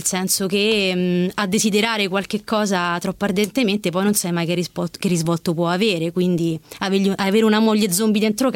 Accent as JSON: {"language": "Italian", "town": "Manziana", "region": "Lazio", "country": "Italy", "said": "Allora, io vengo da Manziana."}